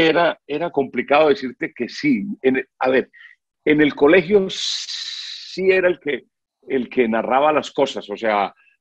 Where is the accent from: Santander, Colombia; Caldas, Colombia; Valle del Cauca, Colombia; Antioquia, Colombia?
Valle del Cauca, Colombia; Buga; Yo en las vueltas a Colombia pasaban por Buga, mi tierra natal